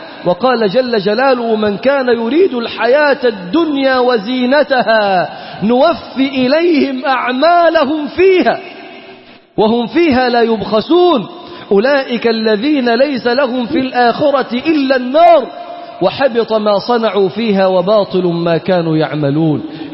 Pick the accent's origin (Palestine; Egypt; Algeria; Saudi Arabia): Egypt; أنت منين؟ تقول له: أنا من مصر.